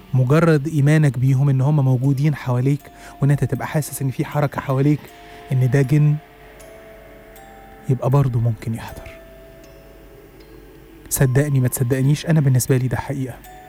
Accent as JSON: {"language": "Arabic", "country": "Egypt", "also_born_or_lived": "Saudi Arabia", "said": "وقلنا وقالوا لنا وإحنا وافقنا إن إحنا هندرس في بلدنا في مصر"}